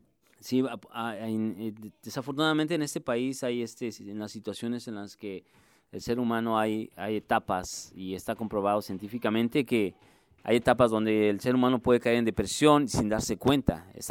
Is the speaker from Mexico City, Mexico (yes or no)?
yes; Mexico City, Mexico; Realmente no soy un chilango, soy un capitalino. Más que la gente confunde chilango. No, soy un capitalino.